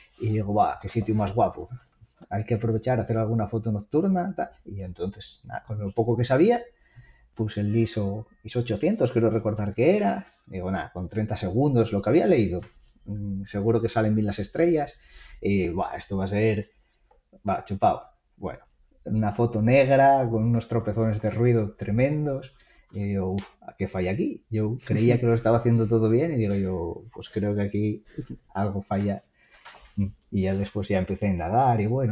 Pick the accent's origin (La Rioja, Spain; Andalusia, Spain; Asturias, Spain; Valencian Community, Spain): Asturias, Spain; y soy un asturiano al que le encanta la fotografía y la montaña.